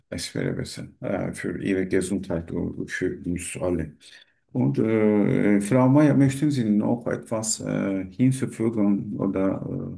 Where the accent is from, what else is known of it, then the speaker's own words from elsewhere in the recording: Turkey; German is a second language; moved away as an adult; now in Germany; Ich komme aus der Türkei. Circa 3 Jahre lebe ich in Deutschland.